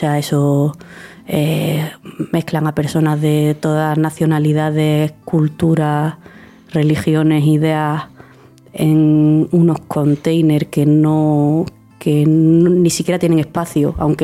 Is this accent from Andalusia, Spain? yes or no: yes; Seville, Andalusia, Spain; now in Granada, Spain; soy sevillana, aunque llevo ya en Granada 8 años, y soy médica de familia, que vine aquí a Granada para formarme.